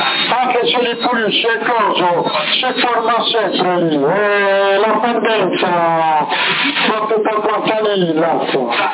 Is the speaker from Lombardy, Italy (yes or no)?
no; Bologna, Emilia-Romagna, Italy; Sì, per forza, sono di Bologna, sono senza cresciuto